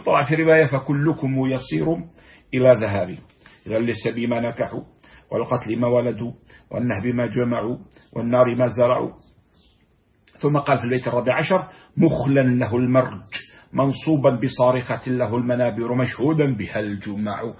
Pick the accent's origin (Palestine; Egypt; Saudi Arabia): Palestine; ومرج عامر عندنا في فلسطين هنا في بلادنا في بلاد الشام